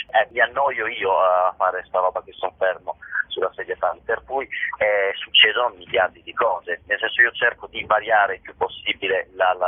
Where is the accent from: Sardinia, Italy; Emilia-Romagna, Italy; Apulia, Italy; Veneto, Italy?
Veneto, Italy; l'uno sono io, i 6.000 sono i 6.000 abitanti del mio paesino nella provincia di Vicenza.